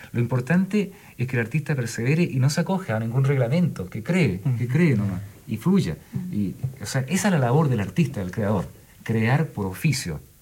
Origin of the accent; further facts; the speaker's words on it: Chile; así somos los chilenos